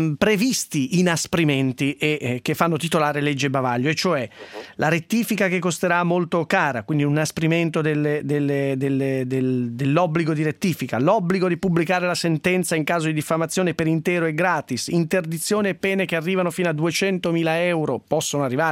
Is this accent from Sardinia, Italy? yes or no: no; Piateda, Lombardy, Italy; Sì, ma ho fatto l'infanzia a Piateda, frequento Tresivio.